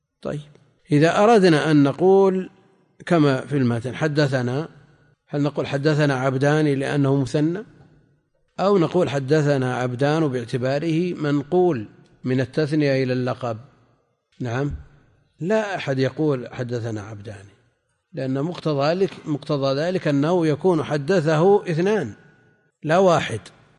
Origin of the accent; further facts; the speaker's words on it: Najd, Saudi Arabia; احنا عندنا في نجد يسمون